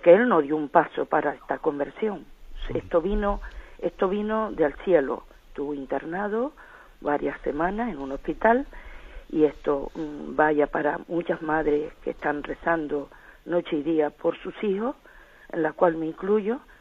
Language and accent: Spanish; Tenerife, Canary Islands, Spain; soy de Tenerife, del nordeste de Tenerife.